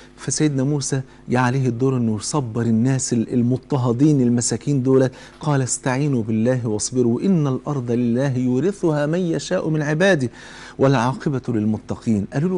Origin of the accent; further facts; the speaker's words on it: Egypt; كلنا كمصريين، كلنا شركاء وطن